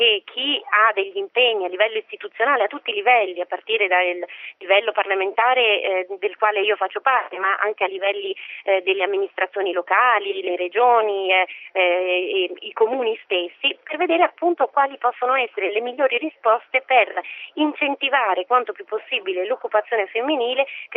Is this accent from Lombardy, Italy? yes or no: yes; Lombardy, Italy; non solo perché io sono brianzola e quindi è un territorio che conosco molto bene